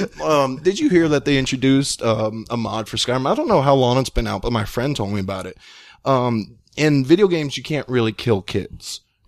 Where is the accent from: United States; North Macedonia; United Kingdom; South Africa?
United States; Texas; I'm Texan. Hell yeah.